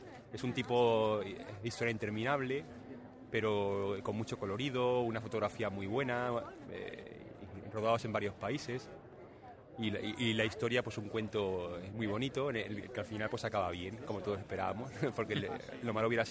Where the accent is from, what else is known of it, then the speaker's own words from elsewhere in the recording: Badalona, Catalonia, Spain; De Badalona.